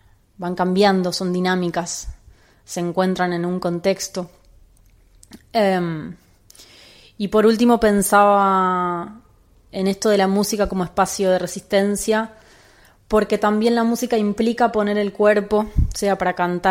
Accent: Buenos Aires, Argentina; soy música de Buenos Aires

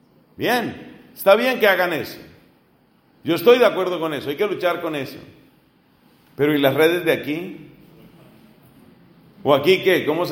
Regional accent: Colombia; es una vergüenza en mi país y es algo que hemos tenido que cargar muchos colombianos

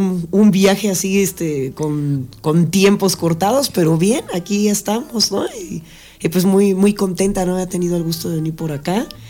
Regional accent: Mexico City, Mexico; Bueno, nací en la Ciudad de México, ¿no? Como ya saben todos, pues es una ciudad bastante ajetreada

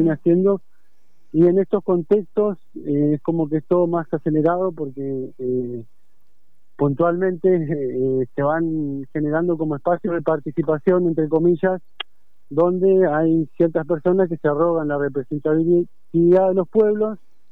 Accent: Río Gallegos, Santa Cruz, Argentina; born there; Comenzó en Río Gallegos, en Mitubún, donde yo nací.

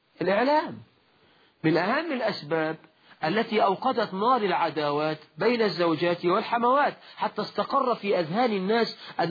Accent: Egypt; ده مثل عندنا في مصر. يقولك ربي خيبة للغيبة، ده مثل برضو مصري.

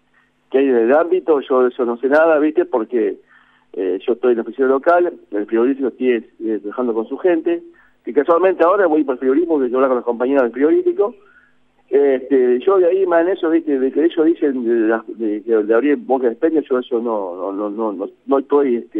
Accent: Azul, Buenos Aires Province, Argentina; Yo soy de Azul y trabajo para Azul

